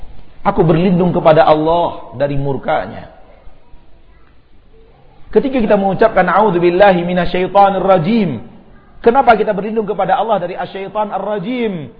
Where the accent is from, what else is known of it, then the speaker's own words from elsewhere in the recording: Bukittinggi, West Sumatra, Indonesia; Pertemuan kita bukan karena semata-mata kita orang Bukit Tinggi